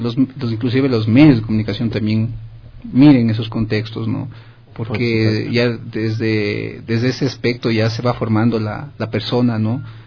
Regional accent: Cayambe, Pichincha, Ecuador; En Cayambe. Esa es mi tierra.

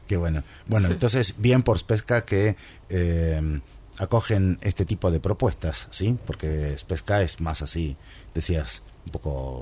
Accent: Argentina; yo vengo del país del General Perón, que es Argentina

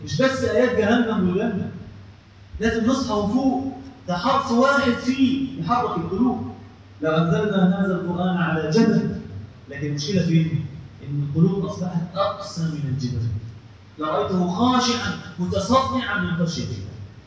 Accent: Egypt; إخواننا إحنا مصريين

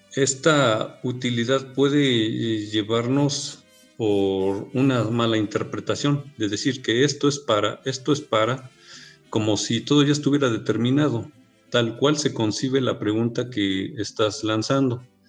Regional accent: Mexico; Esta situación mestiza que nos hace ser como mexicanos, ¿no?

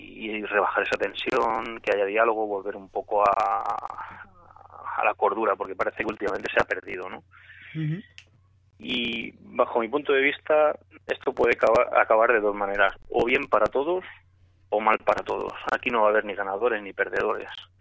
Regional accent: Catalonia, Spain; un ciudadano catalán. Yo nací aquí en Cataluña y, bueno, mi padre es catalán, mi madre es de Jaén, es andaluza, pero todos mis abuelos son andaluces. Pero, bueno, yo he nacido aquí en Cataluña y, bueno, me siento catalán

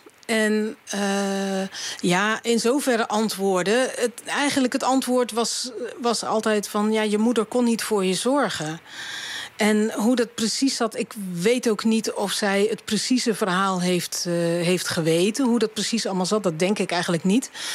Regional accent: Dordrecht, South Holland, Netherlands; born there; Ik studeerde in die tijd in Utrecht. En we zijn in de auto gestapt en zijn naar Dordrecht gegaan, waar ik geboren ben.

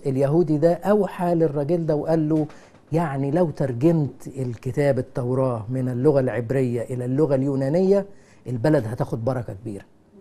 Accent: Egypt; يعني احنا عندنا في مصر في لغة صعيدي ولغة بحري

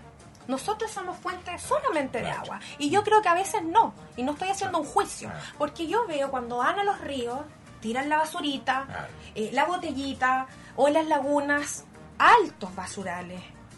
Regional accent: Concepción, Biobío, Chile; yo soy penquista y tenemos que proteger nuestro medio ambiente, nuestro patrimonio natural

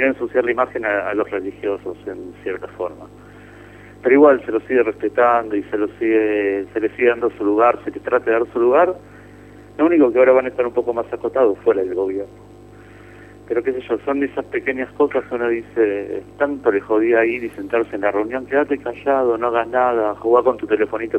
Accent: Argentina; moved away; Eso es lo que me afecta a mí como argentino que vive en el exterior.

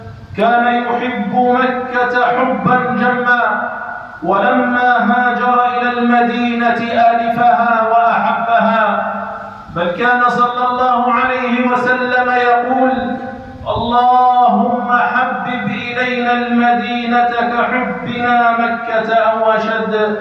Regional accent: Algeria; فهي بلادنا الجزائر ولله الحمد والمنة تعيش في أمن واستقرار

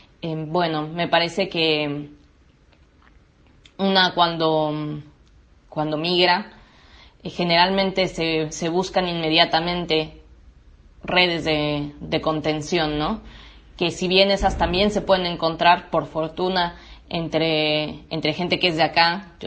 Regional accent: Mexico; moved away as an adult; now in Argentina; soy de México y vivo acá en Argentina desde marzo de 2016, hace 3 años y medio aproximadamente.

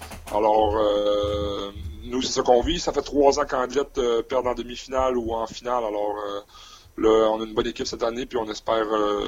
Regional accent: Quebec, Canada; accent: Lac Saint-Jean; Non, j'ai encore mon accent.

